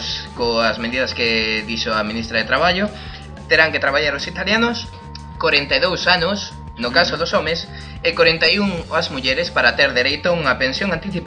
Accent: Vigo, Galicia, Spain; eu son de Vigo, eu son portugués.

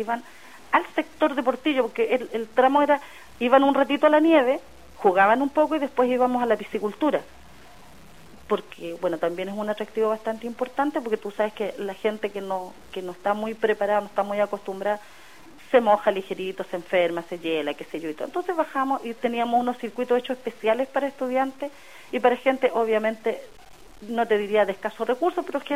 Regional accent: Chile; nosotros lo lamentamos mucho como demócrata cristiano, como chileno y como mujeres.

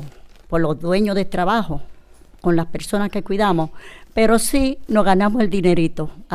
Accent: Dominican Republic; moved away as an adult; now in Spain; soy de República Dominicana y tengo la nacionalidad de aquí. Pero tengo 6 años de haber llegado de mi país, he venido aquí a trabajar.

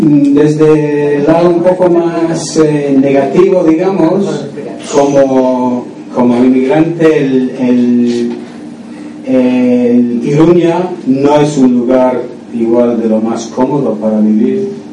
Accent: Scotland, United Kingdom; Spanish is a second language; moved away; aunque llevo muchos años viviendo fuera de Escocia, tengo el sentimiento de mi pueblo y de mi ciudad

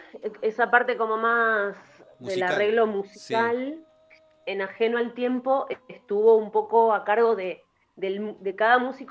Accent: Argentina; ¿qué carajo es el joropo venezolano? Uno dice como argentino.

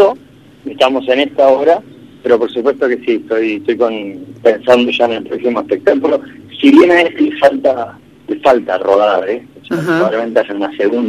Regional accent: Bahía Blanca, Buenos Aires Province, Argentina; born there; nací en Bahía, sí

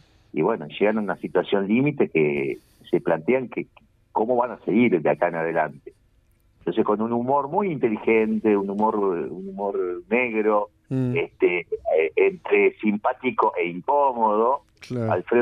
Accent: Paysandú, Uruguay; now in Montevideo, Uruguay; Sí vengo de una formación de Paysandú, porque soy de Paysandú, sí. Cuando vine a Montevideo.

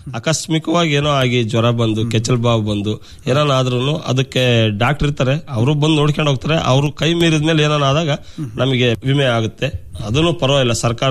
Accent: Konsagara, Karnataka, India; ಕೋನ್ಸಾಗರದಲ್ಲೇ ಇದೆ ಡೈರಿ, ನಮ್ಮೂರಲ್ಲೇ ಐತೆ.

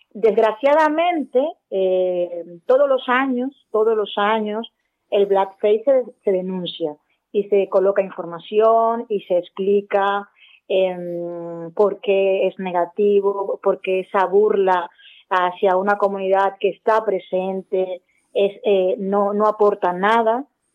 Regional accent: Dominican Republic; moved away as an adult; now in Spain; yo cuando salí de República Dominicana, pues era una persona ya adulta, unos 27 años, con cierto bagaje profesional, ya con unos estudios terminados.

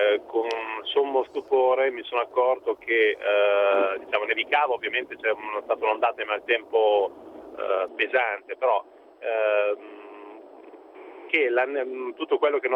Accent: Piacenza, Emilia-Romagna, Italy; Ma in realtà io sono di Piacenza, ma mi trovo tra Asti e Alessandria, sono in auto.

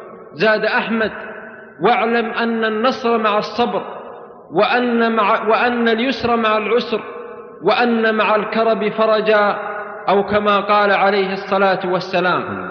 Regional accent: Abha, Asir, Saudi Arabia; also born or lived in Balqarn; بل أخوكم في الله … من مواليد ولاية بلقرن في جنوب المملكة العربية السعودية، وأنا من أهل أبها.

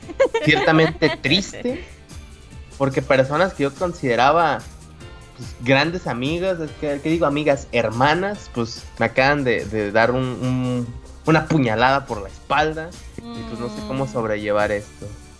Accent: Mexico; Persona, como individuo, como mexicano

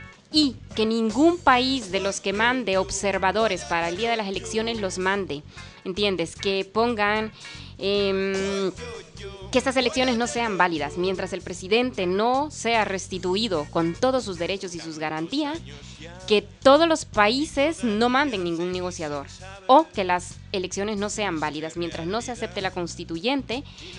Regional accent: Honduras; Porque como hondureña me siento muy satisfecha

